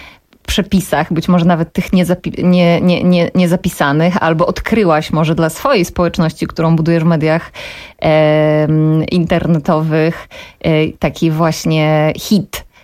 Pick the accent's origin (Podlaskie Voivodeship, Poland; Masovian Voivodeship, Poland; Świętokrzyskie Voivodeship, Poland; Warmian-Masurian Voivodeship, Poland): Świętokrzyskie Voivodeship, Poland; bo ja pochodzę ze Świętokrzyskiego